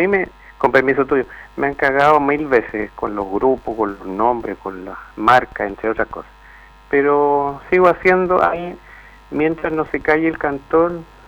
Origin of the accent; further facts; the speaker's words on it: Puente Alto, Santiago Metropolitan, Chile; born there; also born or lived in Valparaíso; now in Quellón, Chile; yo soy puentealtino y voy a seguir siendo puentealtino toda la vida de nacimiento, soy porteño corazón, yo añoro, mi cuerpo se divide en varias partes, mis chakras se abren y se trasladan entre Puente Alto y Valparaíso, y hoy día soy quellonino chilote